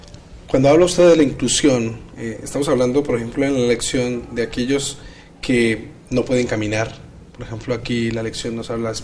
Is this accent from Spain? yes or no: no; Colombia; now in Mexico; soy colombiano y trabajo aquí como docente en la Universidad de Montemorelos.